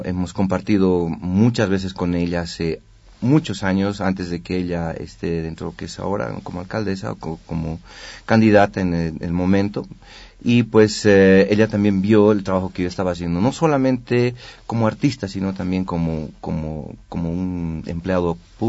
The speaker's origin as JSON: {"language": "Spanish", "town": "El Alto", "region": "La Paz", "country": "Bolivia", "tie": "born or raised there", "said": "Sí, bueno, he crecido, ¿no? Desde mi niñez en Ciudad Satélite"}